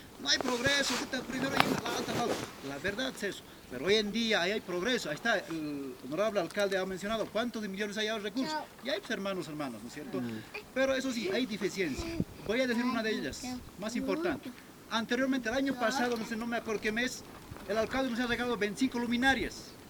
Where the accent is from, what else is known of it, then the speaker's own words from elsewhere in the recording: El Alto, La Paz, Bolivia; Evidentemente, hermanos, mi persona viene del Alto